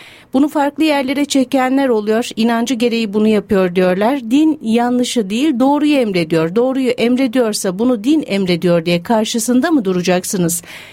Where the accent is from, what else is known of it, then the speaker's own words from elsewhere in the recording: Kasımpaşa, Istanbul, Turkey; Ben Kasımpaşa'da doğdum, büyüdüm. Beyoğlu'nun caddelerini, sokaklarını bilirim.